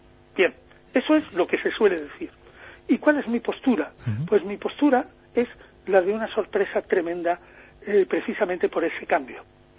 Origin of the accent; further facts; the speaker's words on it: Chipiona, Andalusia, Spain; now in Madrid, Spain; porque yo soy de Chipiona